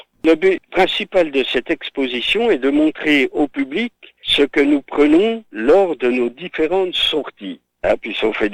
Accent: Bourgogne-Franche-Comté, France; Et comme je suis natif du Haut-Doubs, j'étais également petit spéléologue

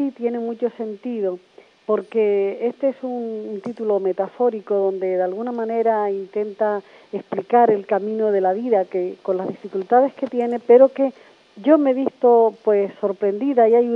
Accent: Güímar, Canary Islands, Spain; also born or lived in La Gomera; now in Granadilla, Spain; yo nací en La Gomera, pero he vivido toda mi vida en el sur de Tenerife, primero en Güímar y ahora en Granadilla.

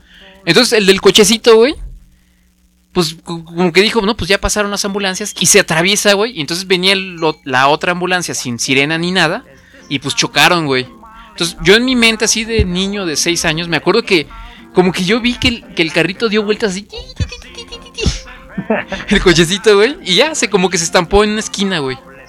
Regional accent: Morelia, Michoacán, Mexico; yo crecí en Morelia, entonces yo quería

